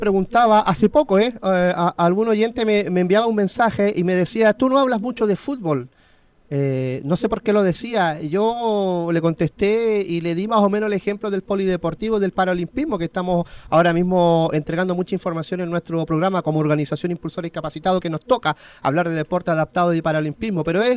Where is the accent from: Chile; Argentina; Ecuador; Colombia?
Chile; para preguntarme por el tema y opinión como chileno